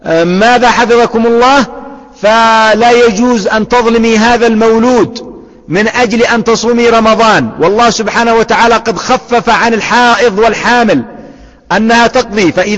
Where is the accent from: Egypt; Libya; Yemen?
Yemen; أو خبزا نسميه عندنا في اليمن فتة بالحليب